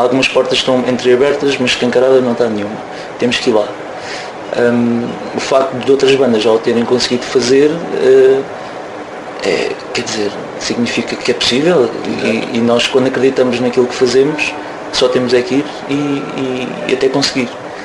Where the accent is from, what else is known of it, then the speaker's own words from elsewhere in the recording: Marinha Grande, Leiria, Portugal; eu sou da Marinha Grande e algumas pessoas são de Leiria dentro da banda